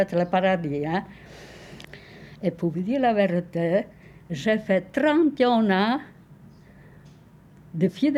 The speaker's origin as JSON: {"language": "French", "region": "Sicily", "country": "Italy", "moved": "as an adult", "lives_now": "France", "said": "nous, on est sortis de la Sicile, qu'on n'avait pas de travail."}